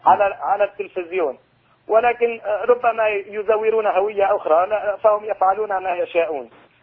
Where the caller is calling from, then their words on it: Maarat al-Numan, Idlib Governorate, Syria; من معرة النعمان جبل الزاوية